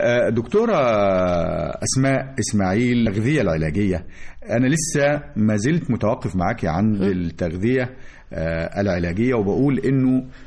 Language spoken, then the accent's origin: Arabic; Egypt; بس احنا مصريين بنحب العيش